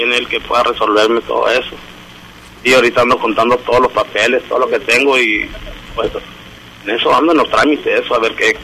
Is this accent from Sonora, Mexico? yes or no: yes; Hermosillo, Sonora, Mexico; Yo soy de aquí, de Hermosillo, sí.